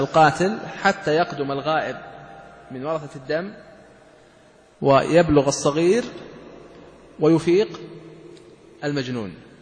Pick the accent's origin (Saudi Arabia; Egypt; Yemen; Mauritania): Saudi Arabia; ولهذا ترون هذا الذي عليه العمل عندنا في المملكة العربية السعودية